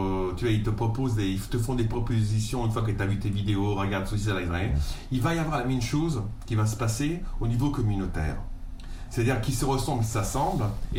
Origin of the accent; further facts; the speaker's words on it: Calabria, Italy; alors moi je viens d'une région d'Europe dans laquelle il y a une des mafias les plus puissantes, ça s'appelle la Drangheta, c'est la Calabre.